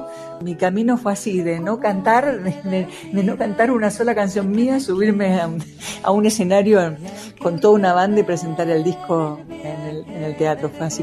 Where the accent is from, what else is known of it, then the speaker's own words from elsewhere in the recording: Hurlingham, Buenos Aires Province, Argentina; ahora actualmente vivo acá, pero yo soy paisana de Hurlingham, así que viví casi toda mi vida allá, estoy en Buenos Aires, y desde hace 4 añitos más o menos que estoy viviendo acá, en este hermoso lugar, en este hermoso valle